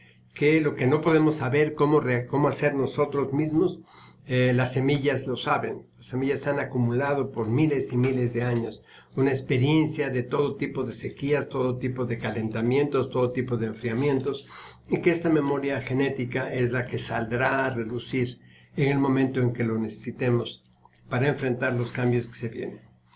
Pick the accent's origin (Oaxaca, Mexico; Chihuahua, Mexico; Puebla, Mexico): Oaxaca, Mexico; San Pablo Etla; En mi pueblo, en San Pablo Etla